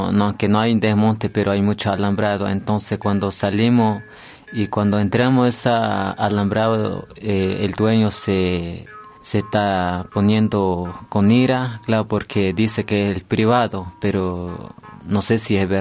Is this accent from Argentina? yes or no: yes; Salta, Argentina; soy corresponsal de la Red de Comunicación Indígena y vengo del departamento Rivadavia, de la provincia de Salta.